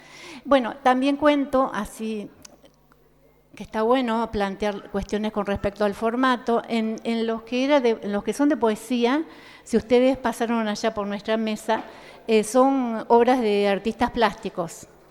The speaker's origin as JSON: {"language": "Spanish", "town": "San Francisco", "region": "Córdoba", "country": "Argentina", "said": "4 somos mujeres de San Francisco"}